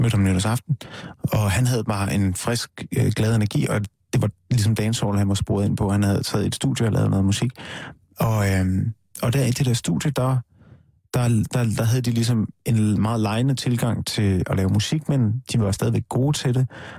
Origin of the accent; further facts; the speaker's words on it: North Denmark Region, Denmark; Jeg er fra Nordjylland, lidt nord for Aalborg.